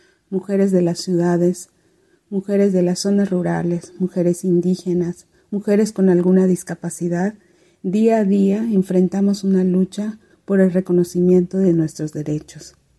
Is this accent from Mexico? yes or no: yes; Hopelchén, Campeche, Mexico; Soy indígena maya de Jopelchen, Campeche, en la península de Yucatán.